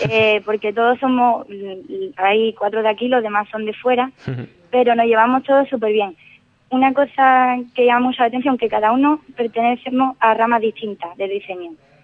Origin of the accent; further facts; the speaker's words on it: Ubrique, Andalusia, Spain; Al ser de Ubrique y al encontré información sobre este máster, decidí intentarlo, ¿no? Ya que soy de Ubrique